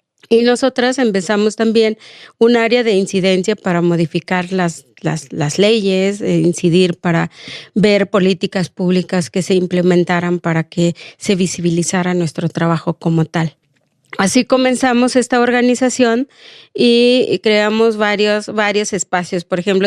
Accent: Oaxaca, Mexico; now in Mexico City, Mexico; Yo soy del estado de Oaxaca.

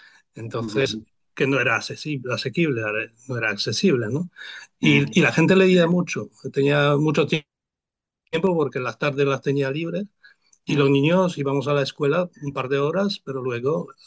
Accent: Poland; Spanish is a second language; mi infancia y en aquellos tiempos y de comunismo, de socialismo en Polonia, ¿no? Y lo que viví en mi ciudad natal

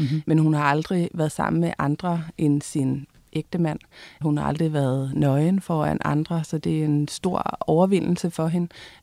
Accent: Jutland, Denmark; vi på en måde alle sammen er fra Jylland.

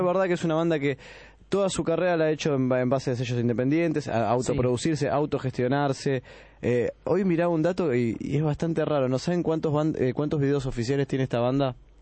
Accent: Buenos Aires, Argentina; por lo menos los que somos de acá de Buenos Aires

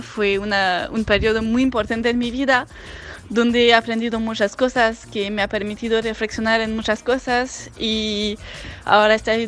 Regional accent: France; Spanish is a second language; de Francia. Vení a Argentina durante el mes de diciembre y de enero

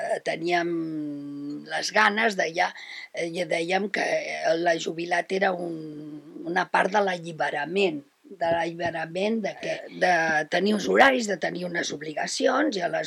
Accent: Barcelona, Catalonia, Spain; tinc 72 anys, sóc de Barcelona i la meva vida laboral ha estat bastant extensa.

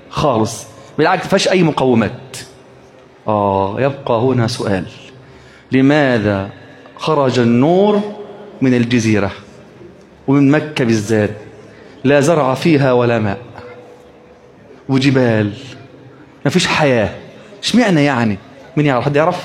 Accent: Egypt; طب ليه مش في مصر؟ عندنا في مصر النيل، صح ولا ايه؟

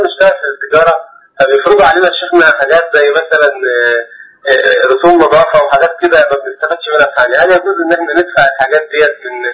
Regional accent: Minya, Minya Governorate, Egypt; انا من المنيا.

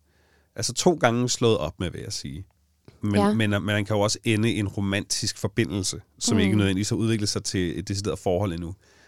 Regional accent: Allinge, Capital Region of Denmark, Denmark; og ikke bare i Allinge, hvor jeg kommer fra, men på hele øen

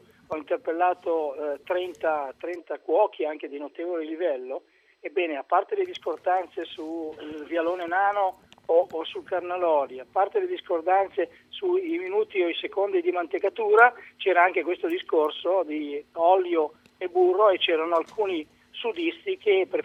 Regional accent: Emilia-Romagna, Italy; mi veniva da pensare che dalle mie parti in Romagna

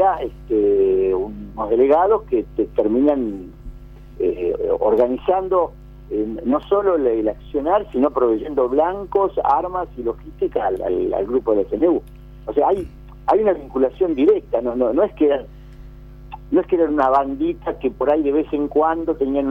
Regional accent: La Plata, Buenos Aires Province, Argentina; porque nosotros somos platenses

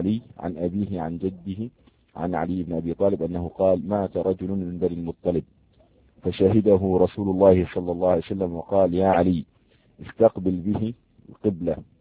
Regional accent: Jordan; يعني عندنا في الأردن

